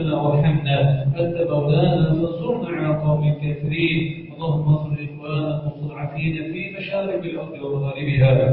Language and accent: Arabic; Egypt; ان تجعل بلدنا مصر سخاء رخاء امنا امانا